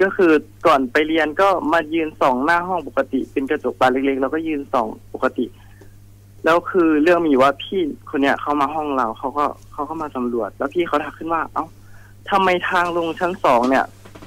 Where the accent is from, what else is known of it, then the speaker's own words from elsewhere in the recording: Nakhon Ratchasima, Thailand; จริงๆผมเป็นคนโคราชก็จะนับถือหลวงพ่อคูณครับ